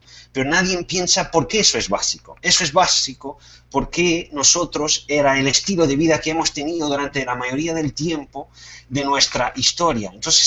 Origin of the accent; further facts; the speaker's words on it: Portugal; Spanish is a second language; perdonen mi malo castellano, pero soy portugués.